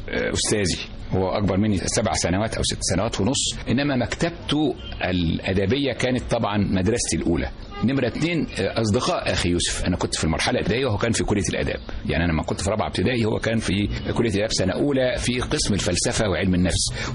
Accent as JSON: {"language": "Arabic", "town": "Cairo", "region": "Cairo Governorate", "country": "Egypt", "tie": "born there", "said": "وطبعا جدي وجدتي الوالدتي الحقيقة كانوا في قرية جزيرة شارونة في المنيا في مغاغة. أنا اتولدت في القاهرة إنما كنت بروح أزورهم كل صيف شهر شهرين ثلاث شهور"}